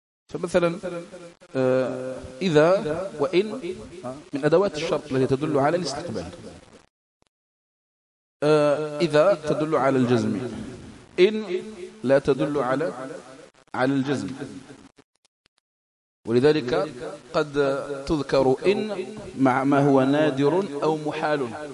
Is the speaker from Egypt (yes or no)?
no; Algeria; علماء بلادنا الجزائر خصوصا